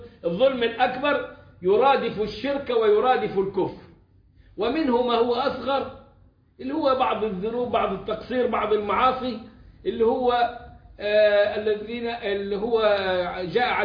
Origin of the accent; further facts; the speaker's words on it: Egypt; الكلام ده ما فيهوش شباب التكفير عندنا في مصر